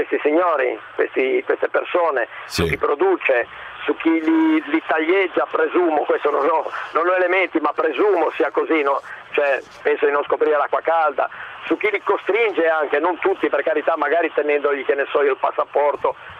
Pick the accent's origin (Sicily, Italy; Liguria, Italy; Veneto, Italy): Liguria, Italy; ma io che vendo sono di Borcio, perché sei comunque sempre un piccolo paese, ma è della Liguria.